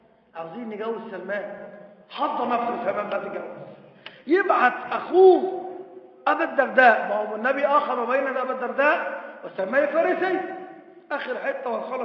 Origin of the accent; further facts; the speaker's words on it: Egypt; بقى أنا من مصر أروح السعودية وفي السعودية بشروني بإن حسن السلوى اتخلع وهدخل بلدي من بعد الثورة